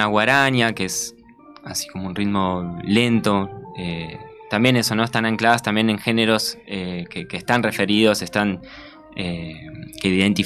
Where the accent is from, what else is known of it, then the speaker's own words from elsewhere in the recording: Concordia, Entre Ríos, Argentina; yo soy de Concordia, Entre Ríos, justamente. Ahí estaríamos en la costa del río Uruguay.